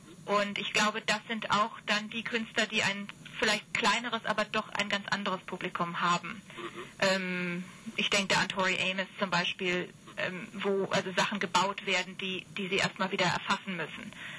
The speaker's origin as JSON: {"language": "German", "town": "Bonn", "region": "North Rhine-Westphalia", "country": "Germany", "said": "Ich komme aus Bonn."}